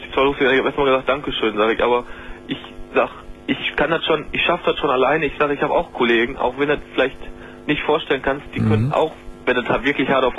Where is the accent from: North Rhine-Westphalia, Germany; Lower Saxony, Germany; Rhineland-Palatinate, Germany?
North Rhine-Westphalia, Germany; Essen; Die hängen da alle ein bei uns hier in Essen. Ich komme aus Essen.